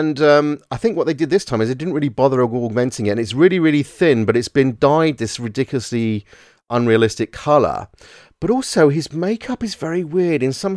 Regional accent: California, United States; I'm from California.

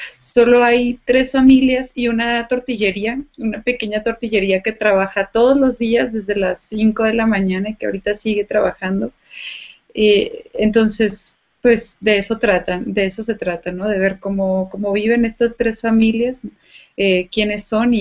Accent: Mazatlán, Sinaloa, Mexico; yo soy de Mazatlán, Sinaloa, y Mazatlán está a 1 hora de San Marcos.

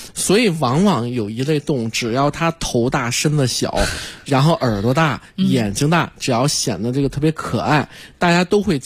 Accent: China; 那是我们中国人我们中国老百姓也好啊

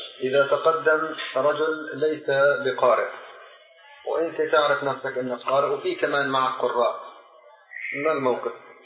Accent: Jordan; إحنا جايين من الأردن

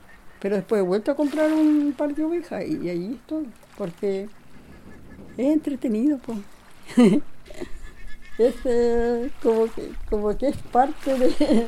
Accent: Díaz Lira, Los Lagos, Chile; nacimos nosotros, ellos vivían en Díaz Lira y allá nacimos y nos criamos nosotros todos en la comuna de Keirin, aquí donde yo vivo, al frente, en Díaz Lira. Pues hace muchos años que vivo aquí

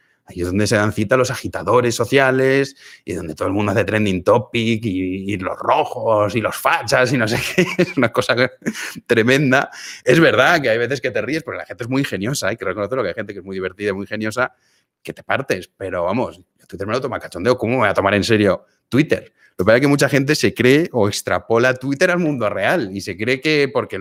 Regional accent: Valencia, Valencian Community, Spain; En mi caso, claro, porque soy de Valencia. Y ya está, no hablo más idiomas. Bueno, pero empecé a aprender un poco de chino.

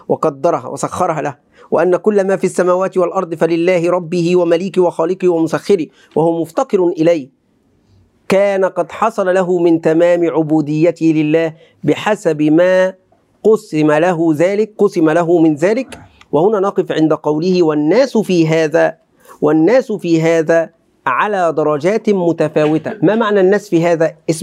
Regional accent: Egypt; accent: Egyptian; دايما كلمة بقى هذه تأتي على لساني سبحان الله كمصري. اللهجة المصرية تغلب.

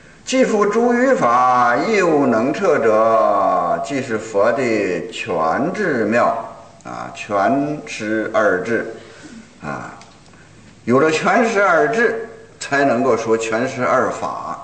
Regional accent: China; 那可不是像我们中国人说的，才高八斗，学富五车

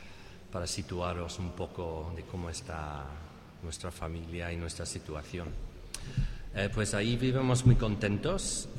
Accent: England, United Kingdom; accent: English; Spanish is a second language; Espero que entre mi acento inglés y el resfriado que tengo me podáis entender.

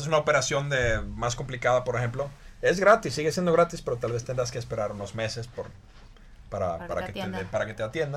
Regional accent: Finland; Spanish is a second language; Y yo creo que en mi país, en Finlandia, en nuestro país, la situación podría estar mucho peor.

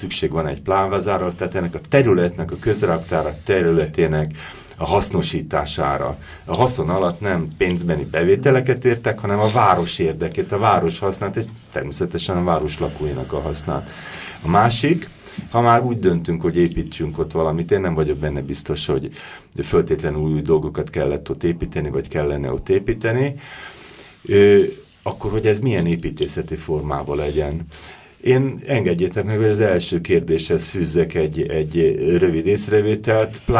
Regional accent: Budapest, Hungary; belvárosi gyerek vagyok, a Budapest 5. kerületének a belvárosi részében nőttem föl, és éltem, és szeretem azt a területet

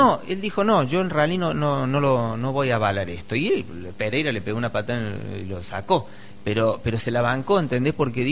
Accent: Córdoba, Argentina; También soy cordobés y he vivido el rally también de chico en mi zona y todo

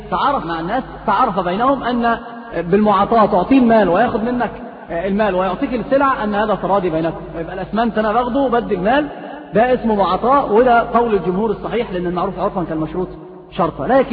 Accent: Egypt; في الصعيد عندنا في مصر كثير هذه الأمور

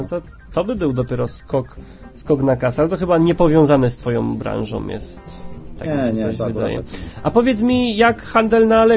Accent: Jędrzejów, Świętokrzyskie Voivodeship, Poland; pochodzę z takiego małego, gównianego miasteczka

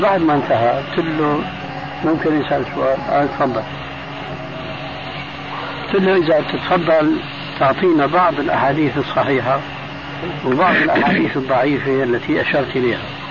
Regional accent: Damascus, Damascus Governorate, Syria; قال لي ناس عندنا في دمشق يعمل حلقة

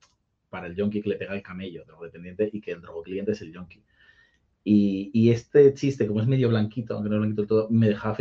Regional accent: Parla, Community of Madrid, Spain; yo soy humilde, soy de Parla, pero para ser de Parla yo pensaba que éramos ricos

